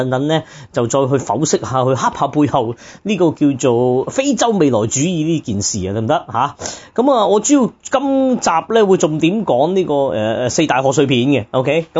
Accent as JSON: {"language": "Cantonese", "country": "Hong Kong", "said": "咁反而真係我哋香港人啦"}